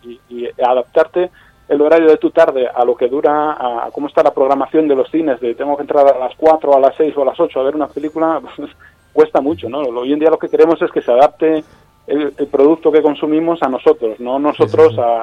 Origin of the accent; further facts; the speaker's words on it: Luanco, Asturias, Spain; moved away as an adult; now in Madrid, Spain; No, yo vivo en Madrid. Soy de Asturias.